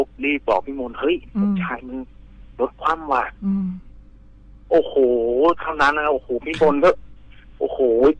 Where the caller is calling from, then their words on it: Bang Khae, Bangkok, Thailand; ที่บางแคครับ